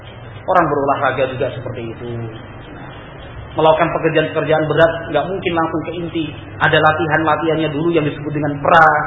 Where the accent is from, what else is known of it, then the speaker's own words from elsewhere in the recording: Java, Indonesia; Kalau kita orang Jawa, menurut kakang bagaimana? Kan gitu. Menurut kan mas pripun? Halus kan?